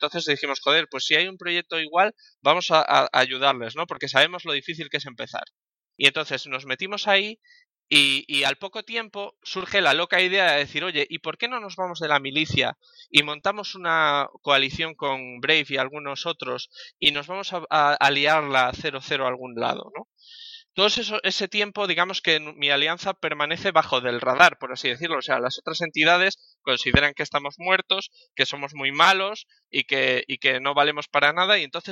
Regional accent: Madrid, Community of Madrid, Spain; Él es de Portland, en Estados Unidos, yo soy de Madrid.

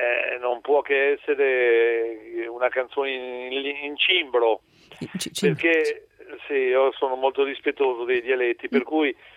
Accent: Vicenza, Veneto, Italy; also born or lived in Asolo; io che sono nato ad Asolo, però sono asiaghese, insomma, sono asiaghese e sono cresciuto a Vicenza.

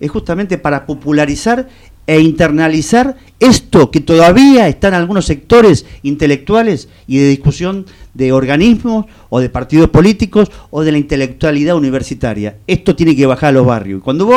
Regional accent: Argentina; como ciudadano argentino y militante

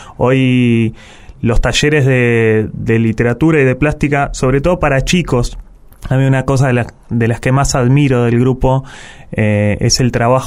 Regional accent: La Plata, Buenos Aires Province, Argentina; also born or lived in Quilmes; Yo y un hermano, otro, los dos hijos menores de ese matrimonio, nacimos en Quilmes, pero al pasada la dictadura y al cabo de un tiempo las familias, los abuelos viejos tiraban, el laburo tiraba y demás, y volvimos a La Plata.

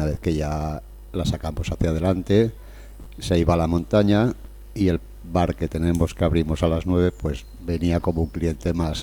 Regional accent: León, Castile and León, Spain; alguna poco en León, que es de donde soy

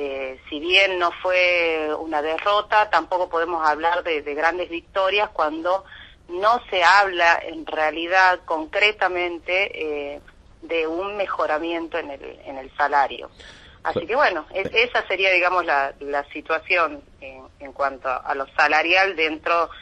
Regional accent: Tucumán, Argentina; yo soy tucumana, vivo acá

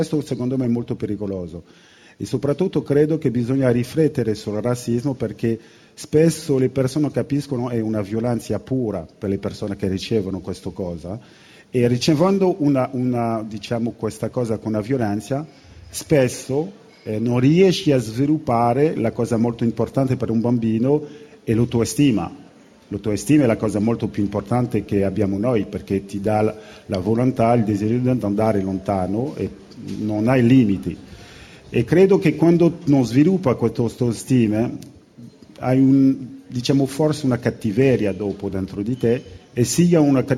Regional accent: Guadeloupe, France; born there; Italian is a second language; also born or lived in Paris / Italy / Spain; io sono francese, io mi sento veramente un uomo del mondo, perché sono nato in Guadalupe, Caraibi, ho avuto la fortuna di venire a Parigi, o sono venuto anche a vivere in Italia, in Spagna, ho girato un po' il mondo

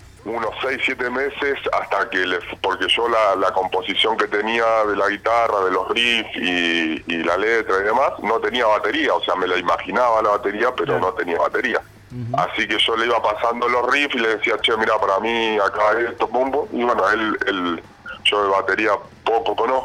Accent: General Roca, Río Negro, Argentina; now in San Carlos de Bariloche, Argentina; yo no soy acá de Bariloche, soy de Friske Menuco, de Roca. Vivo acá hace muchos años

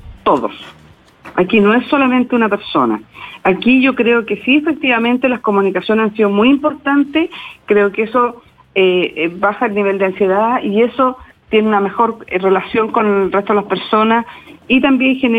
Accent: Chile; aquí en Chile, yo, por eso aquí yo apelo a la responsabilidad de todos nosotros. Somos bien, nosotros somos los chilenos súper aguerridos

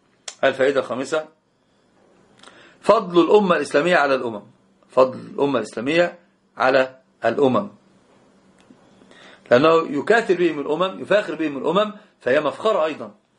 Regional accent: Egypt; يعني انت تذكرني او انت تذكريني بان انا مصري

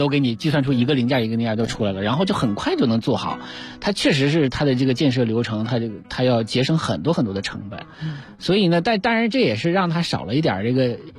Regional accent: Qiqihar, Heilongjiang, China; 我老家齐齐哈尔站

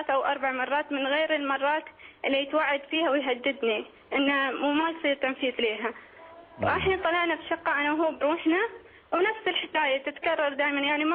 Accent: Oman; أنا مشكلتي إني أنا من عمان

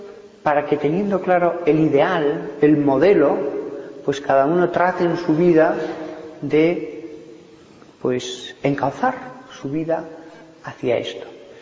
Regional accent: Barbastro, Aragon, Spain; Yo he conocido en Barbastro, de donde soy

